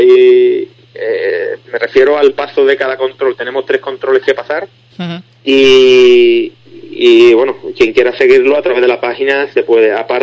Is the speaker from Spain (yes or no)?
yes; Spain; somos unos 30 españoles los que vamos.